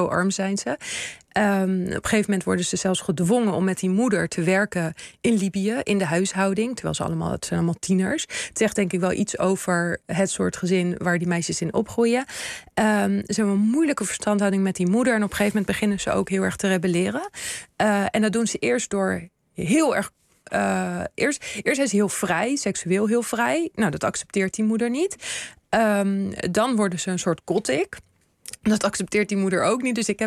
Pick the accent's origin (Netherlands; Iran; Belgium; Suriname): Netherlands; ik heb natuurlijk Tunesische roots, maar ik ben hier opgegroeid in Nederland.